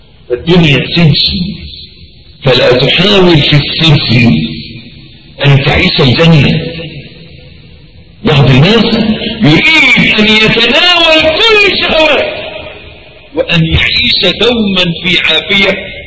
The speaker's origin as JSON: {"language": "Arabic", "country": "Egypt", "said": "عندنا في مصر معلش تلاقي راجل ميكانيكي"}